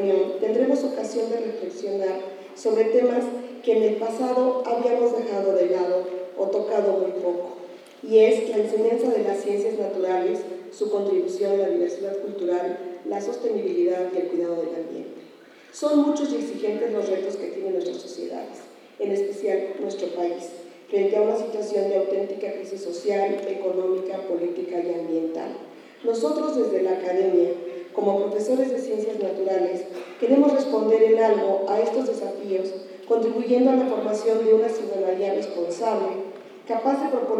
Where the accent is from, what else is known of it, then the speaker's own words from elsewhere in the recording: Mexico; como seres humanos, como mexicanos y como educadores